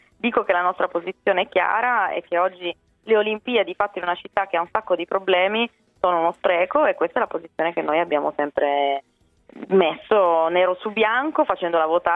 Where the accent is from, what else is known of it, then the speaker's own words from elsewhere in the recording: Turin, Piedmont, Italy; io vengo da Torino